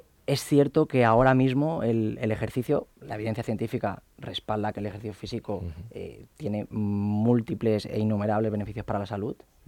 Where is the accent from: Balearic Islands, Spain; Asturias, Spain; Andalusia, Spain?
Balearic Islands, Spain; Yo soy de Mallorca, allí mi tío tiene un club de hockey y desde pequeño siempre hemos practicado hockey.